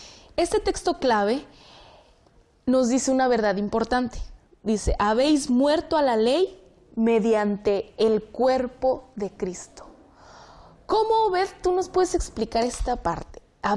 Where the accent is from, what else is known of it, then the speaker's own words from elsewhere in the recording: Río Grande, Zacatecas, Mexico; Soy de Río Grande, Zacatecas.